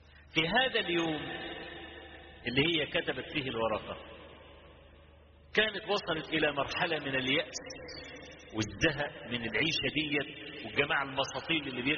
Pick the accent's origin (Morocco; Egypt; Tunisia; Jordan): Egypt; كان في شارع الهرم عندنا في مصر،